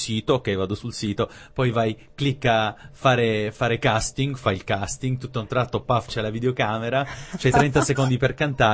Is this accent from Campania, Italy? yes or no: no; Taranto, Apulia, Italy; also born or lived in England; Mia mamma è inglese. E niente, io sono nato in Inghilterra, dopodiché ho vissuto 9 anni a Taranto, in Puglia.